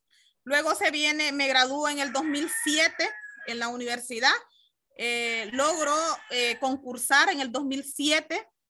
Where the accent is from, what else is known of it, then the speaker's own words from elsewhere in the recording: El Progreso, Yoro, Honduras; born there; yo soy una de las niñas que nació en esta hermosa región de la costa norte, de los campos bananeros. Nací aquí en el Progreso Lloro